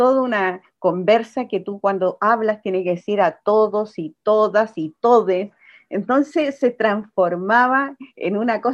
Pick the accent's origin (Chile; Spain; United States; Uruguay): Chile; otros temas que nos significó nosotros como chilenos